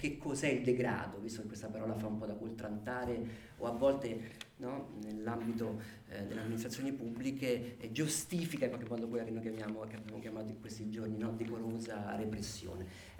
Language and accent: Italian; Rome, Lazio, Italy; born there; io che sono nato a Roma